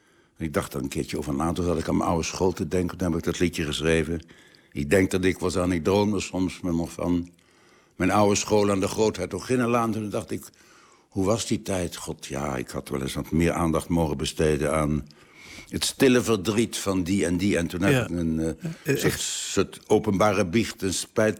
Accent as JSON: {"language": "Dutch", "town": "The Hague", "region": "South Holland", "country": "Netherlands", "tie": "born or raised there", "said": "We spraken een keurig Nederlands. Mijn vader was beeldend kunstenaar en tekenleraar. Mijn moeder kwam uit een keurige Haagse familie. Dus ik ben opgegroeid met het nette, gewone, gemiddelde Haags."}